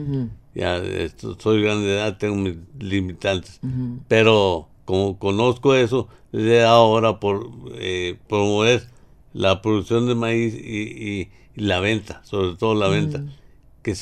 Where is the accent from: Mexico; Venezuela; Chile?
Mexico; Galeana, Nuevo León; Yo soy del ejido de la Providencia de Galeana.